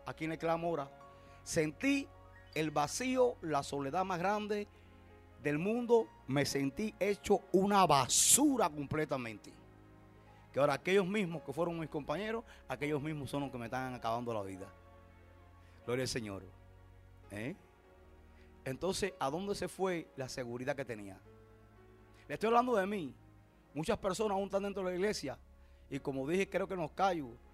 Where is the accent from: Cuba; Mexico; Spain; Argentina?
Cuba; Puerto Padre, Las Tunas; Ahí tuve años viviendo hasta el año 80 que regresé a mi pueblo natal, Puerto Padre.